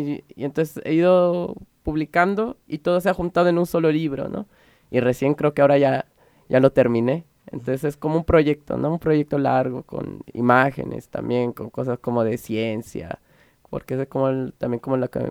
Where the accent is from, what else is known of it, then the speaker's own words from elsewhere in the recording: Mexico City, Mexico; Yo soy chilango.